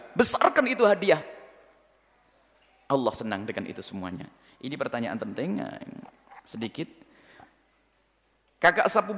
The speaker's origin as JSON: {"language": "Indonesian", "town": "Ponorogo", "region": "East Java", "country": "Indonesia", "tie": "born or raised there", "said": "saya itu juga asli Ponorogo, cuman saya kaya di sini, lupa ini"}